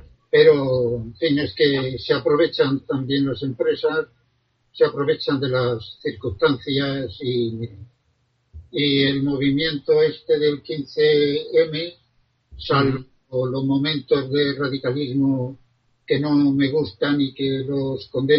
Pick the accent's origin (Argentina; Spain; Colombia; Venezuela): Spain; Catral, Valencian Community; fui alcalde en poco tiempo en mi pueblo natal, Catral.